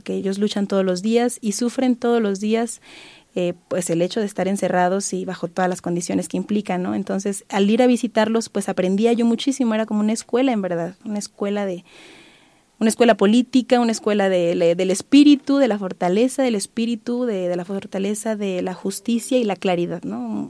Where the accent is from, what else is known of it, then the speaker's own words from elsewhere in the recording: Guanajuato, Mexico; este año estaba yo en mi pueblo, allá en Guanajuato